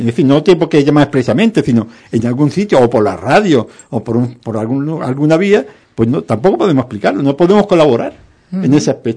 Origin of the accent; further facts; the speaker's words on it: Ubrique, Andalusia, Spain; soy un ciudadano de Ubrique